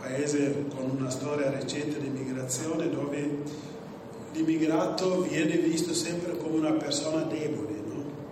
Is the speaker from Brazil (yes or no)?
no; Guinea-Bissau; now in Italy; vengo dalla Guinea-Bissau, un piccolo paese nel nord occidentale dell'Africa, però sono in Italia da 30 anni, quindi ho fatto tutti i miei studi qui e quindi adesso negli ultimi 13 anni sono qui in provincia.